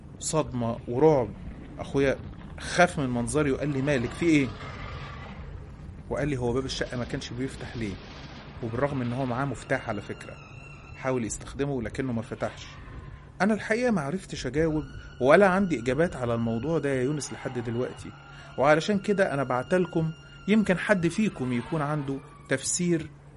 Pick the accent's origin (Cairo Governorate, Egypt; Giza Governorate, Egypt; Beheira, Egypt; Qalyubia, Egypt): Cairo Governorate, Egypt; Cairo; انا عندي 21 سنة، انا من القاهرة،